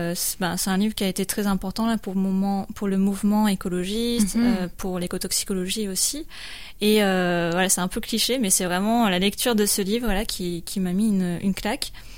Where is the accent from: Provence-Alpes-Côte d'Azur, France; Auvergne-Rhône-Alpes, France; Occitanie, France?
Occitanie, France; Montpellier; je suis de Montpellier, je suis allée à Bordeaux où j'ai fait un master